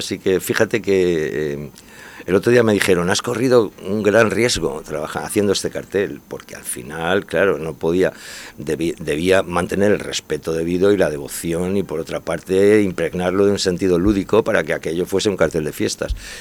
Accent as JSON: {"language": "Spanish", "town": "Elche", "region": "Valencian Community", "country": "Spain", "said": "Yo me acuerdo cuando era pequeño que siempre decía, yo soy de Elche"}